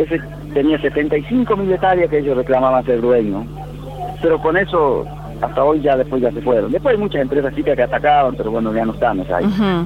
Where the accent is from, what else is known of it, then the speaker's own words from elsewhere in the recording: Monte Quemado, Santiago del Estero, Argentina; Sí, yo soy de Monte Quemado.